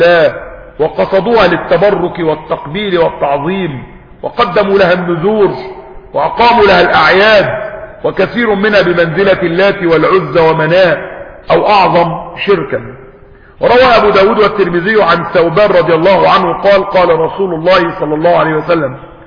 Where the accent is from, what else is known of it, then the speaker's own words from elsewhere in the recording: Egypt; ده لما كان عندنا في مصر جريدة ولا جريدتين ولا حاجة